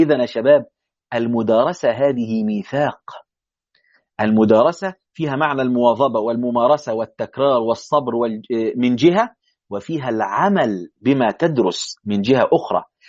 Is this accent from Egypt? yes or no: yes; Egypt; يعني حتى في عندنا في مصر يقول لك درس القمح